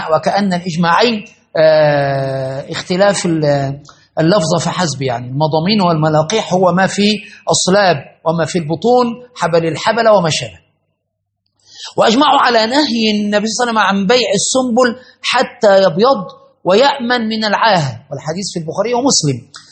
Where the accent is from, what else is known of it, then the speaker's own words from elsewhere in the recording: Cairo, Cairo Governorate, Egypt; على شط النهر عندنا في القاهرة